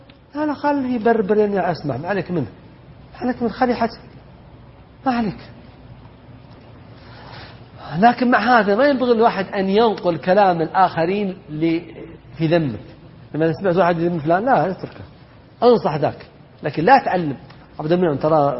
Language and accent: Arabic; Najd, Saudi Arabia; والذي ما يشاور الناس عندنا في نجد يسمونه دعمة